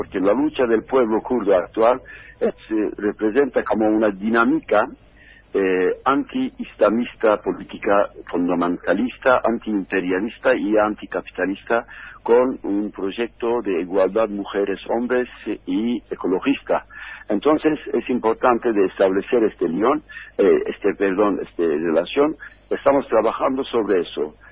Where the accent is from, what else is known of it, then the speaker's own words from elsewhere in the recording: Turkey; Spanish is a second language; Bueno, yo soy kurdo de Turquía